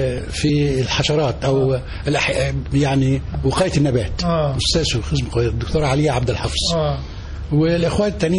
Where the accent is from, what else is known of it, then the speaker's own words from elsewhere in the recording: Minyat Sandub, Dakahlia, Egypt; انا راجل من الريف، قرية جنب المنصورة